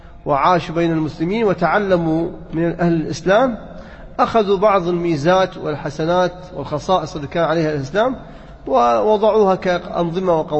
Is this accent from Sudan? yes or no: no; Kuwait; عندنا بالكويت لا، بعد 14 أو 15 سنة